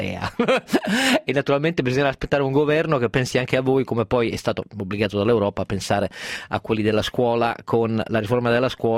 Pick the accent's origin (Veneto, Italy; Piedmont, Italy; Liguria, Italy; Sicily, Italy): Piedmont, Italy; io da piemontese